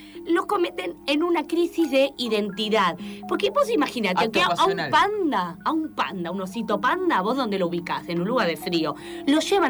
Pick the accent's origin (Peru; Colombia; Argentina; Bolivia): Argentina; Resulta que cada vez somos menos argentinos, ¿sí?